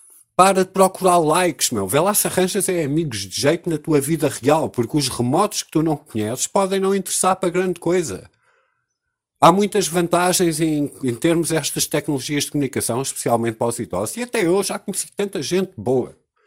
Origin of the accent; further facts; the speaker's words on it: Portugal; nós como portugueses